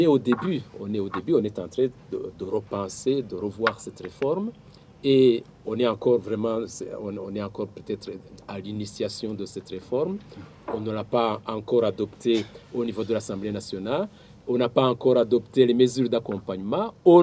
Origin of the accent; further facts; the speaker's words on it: Burundi; Mais nous sommes tous des Burundais.